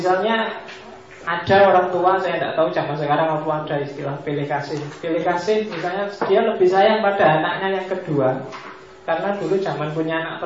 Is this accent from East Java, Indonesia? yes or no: yes; Mojokerto, East Java, Indonesia; Di tempat saya aslinya Mojokerto, zaman saya kecil itu orang sakit apapun datangnya ke mantri.